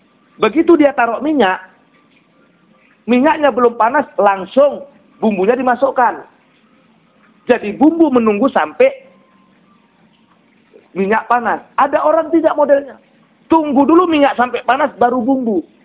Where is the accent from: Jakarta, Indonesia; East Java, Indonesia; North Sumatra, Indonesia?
North Sumatra, Indonesia; Kuala Tanjung; Tapi jangan muncul fanatisme seperti di kampung saya di Kuala Tanjung.